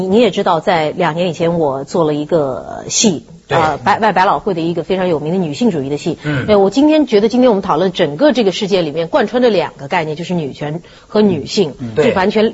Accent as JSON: {"language": "Chinese", "region": "Shanghai", "country": "China", "said": "我令上海蒙羞了嘛，我耻为上海人。"}